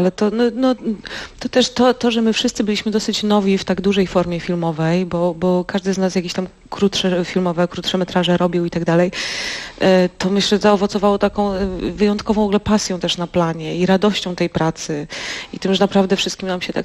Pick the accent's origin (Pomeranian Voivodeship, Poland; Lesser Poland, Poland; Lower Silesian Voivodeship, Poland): Lower Silesian Voivodeship, Poland; Wrocław; Słuchajcie, tak, jesteśmy z Wrocławia, gdzie jest piekło na ziemi istne.